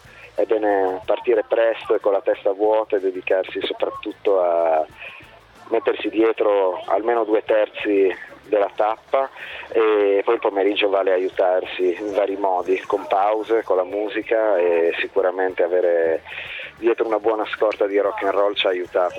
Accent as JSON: {"language": "Italian", "town": "Bologna", "region": "Emilia-Romagna", "country": "Italy", "said": "io sono di Bologna e i discorsi che posso sentire vicino a casa ce li ho fatalmente più familiari."}